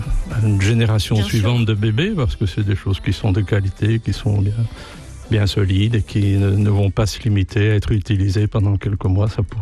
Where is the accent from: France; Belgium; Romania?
Belgium; je suis impliqué chez nous en Belgique